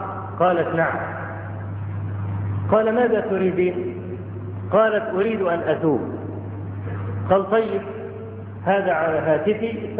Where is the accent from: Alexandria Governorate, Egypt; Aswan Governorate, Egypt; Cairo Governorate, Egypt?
Cairo Governorate, Egypt; Cairo; فهناك عندنا في القاهرة